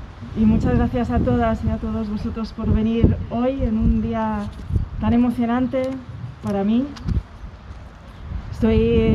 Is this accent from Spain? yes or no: yes; Community of Madrid, Spain; este no es mi lugar natal, yo soy madrileña, pero sí las raíces de la mitad de mi familia sí están ancladas aquí en Toledo, ¿no? Pero yo nunca viví aquí.